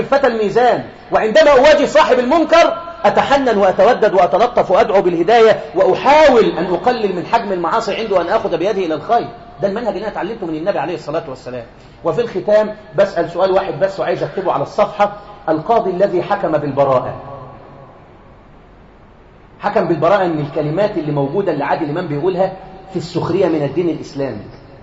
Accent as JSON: {"language": "Arabic", "country": "Egypt", "said": "واحنا بنحب احنا كشعب مصري بنقلة في الضحك"}